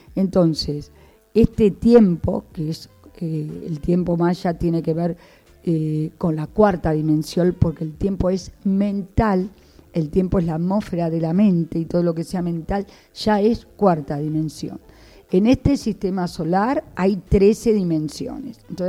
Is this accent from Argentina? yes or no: yes; Buenos Aires, Argentina; moved away; Yo también me fui hace 30 años de Buenos Aires, soy de Buenos Aires, me fui al sur a estudiar, a trabajar, porque soy profesora de arte, de Bellas Artes.